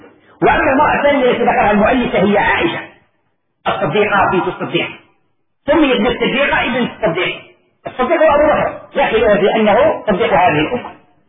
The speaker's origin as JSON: {"language": "Arabic", "country": "Algeria", "said": "طبق معروف عندنا في الجزائر وفي غير الجزائر"}